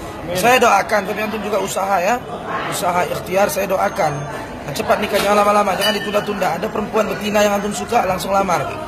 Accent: Medan, North Sumatra, Indonesia; Saya orang Medan, Sumatera Utara, Deli Serdang, Melayu Deli.

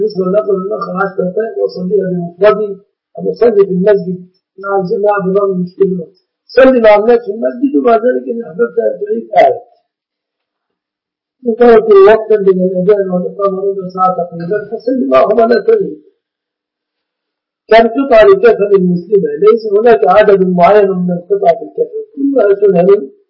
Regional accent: Egypt; عندنا في مصر كان سماها زمان طاسة الطربة.

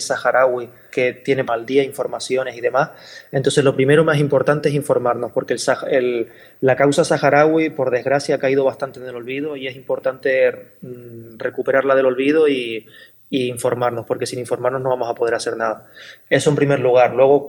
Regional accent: Canary Islands, Spain; como canarios y como canarias que somos, reivindicar que somos africanas

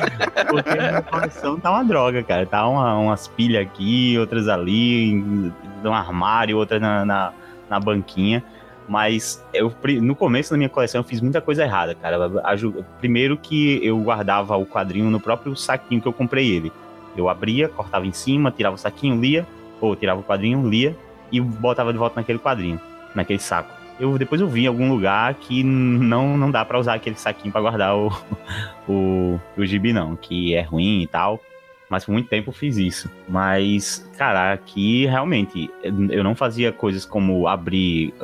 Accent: São Gonçalo do Amarante, Rio Grande do Norte, Brazil; eu sou daqui de Natal, né? Na verdade, eu sou de São Gonçalo, que é muito próximo a Natal. Tá uma pontezinha. E, cara, é cidade litorânea, sim

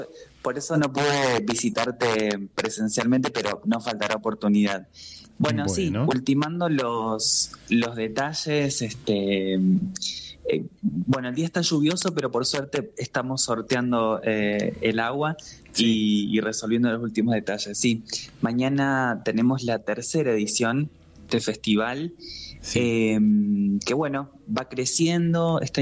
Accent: Santa Rosa, Argentina; also born or lived in Merlo; Pero me crié en Santa Rosa.

